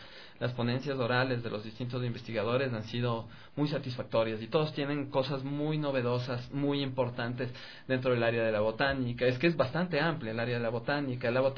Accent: Quito, Pichincha, Ecuador; Bueno, no, realmente soy de aquí, de Quito.

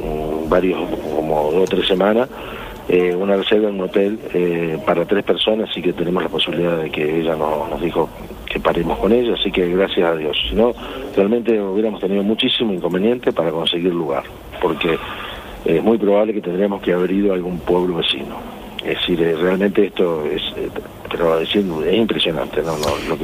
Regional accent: Argentina; En este momento es uno de los puntos turísticos más importantes que hay en mi país, ¿no?

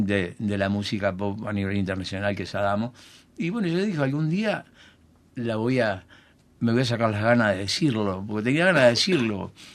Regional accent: Corralitos, Salto, Uruguay; Soy de Corralitos, de una colonia de italianos.

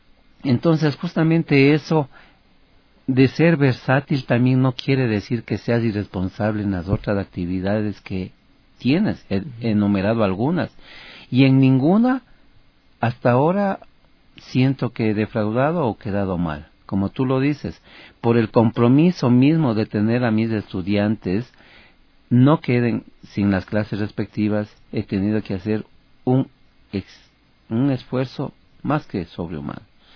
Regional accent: Ecuador; soy el ecuatoriano que aspira y que quiere poner una marca única en Quito, en el Ecuador y en Sudamérica

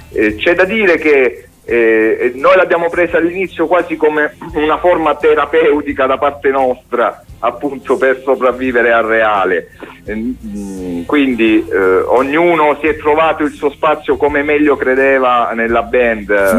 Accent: Tricase, Apulia, Italy; Io sono di Tricase.

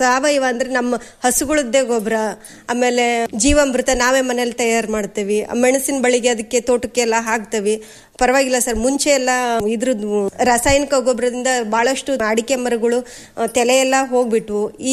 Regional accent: Guddalli, Karnataka, India; ನಮ್ದು ಇದು ಗುಡ್ಡಳ್ಳಿನೇ ಸರ್, ಪಕ್ಕದ ಮನೆಯಲ್ಲೇ ಆಗಿರೋದು. ಅವಾಗ ಹತ್ತಿ, ಶೇಂಗಾ, ಜೋಳ ಈ ತರ ಎಲ್ಲ ಬೆಳೀತದೆ ಸರ್.

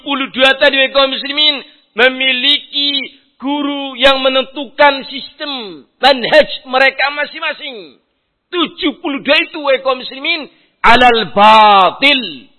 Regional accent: Central Java, Indonesia; Saya orang Banyumasan kok.

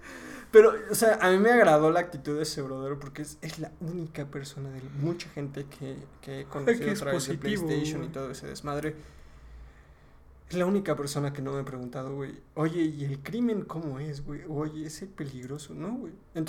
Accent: Puebla, Mexico; pues mira, yo soy de Puebla, güey.

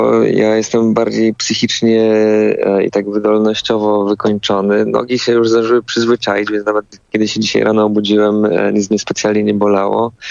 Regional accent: Toszek, Silesian Voivodeship, Poland; Ja pochodzę z Toszka, z takiej małej miejscowości na Śląsku

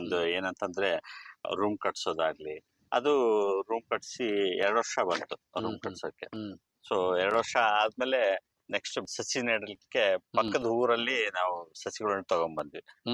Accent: Malvi, Karnataka, India; ನಾನು ಚಿಕ್ಕವರಿಂದ ಇಲ್ಲೇ ಹಳ್ಳಿಯಲ್ಲೇ ಬೆಳೆದಿದ್ದೀನಿ. ನಮ್ಮೂರು ಬಂದು ಅಗರಮಳ್ಳಿ ತಾಲೂಕು ಮಾಲ್ವಿ, ವಿಜಯನಗರ ಜಿಲ್ಲೆ ವ್ಯಾಪ್ತಿಯಲ್ಲಿ ಬರುತ್ತೆ. ಚಿಕ್ಕವರಿಂದಲೂ ನಮ್ಮ ತಂದೆ ಅವ್ರ ತಂದೆ ಕಾಲದಿಂದಲೂ ನಾವು ರೈತರು.

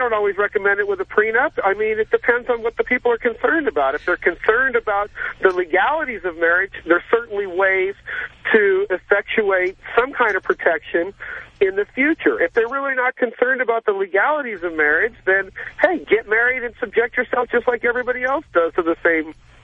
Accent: California, United States; I'm a lawyer from Orange County, California, and I do divorce law.

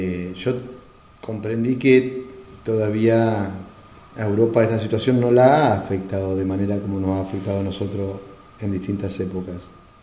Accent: Argentina; quizás superar los errores que también nosotros como argentinos hemos cometido, ¿no?

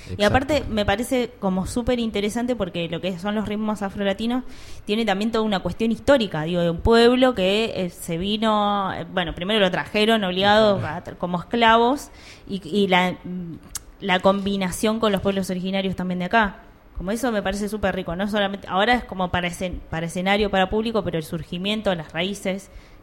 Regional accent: Monte Grande, Buenos Aires Province, Argentina; Yo estoy muy cerca, soy de Monte Grande, perfecto, así que estoy muy cerca allá.

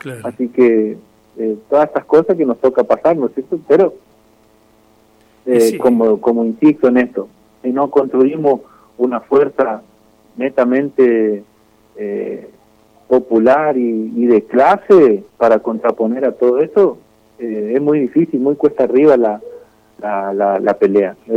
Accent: Argentina; nosotros que somos nacidos y criados en esta zona, en esta región del país, que somos netamente argentinos

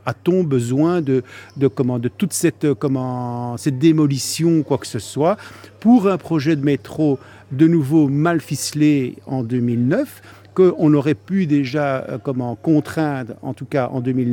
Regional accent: Brussels, Brussels-Capital Region, Belgium; born there; je suis un Marolien, puisque je suis né dans les Marolles.

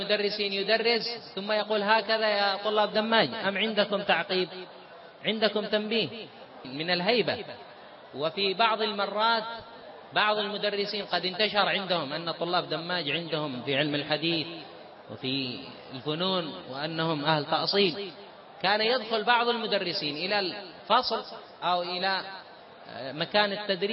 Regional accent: Yemen; now in Saudi Arabia; أنا جئت من اليمن

